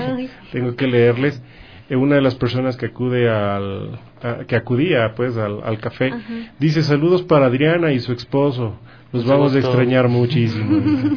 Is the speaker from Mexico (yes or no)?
no; Ecuador; nosotros como ecuatorianos, nosotros que vivimos en justo en la unión de la placa tectónica del Pacífico con la placa tectónica de Nazca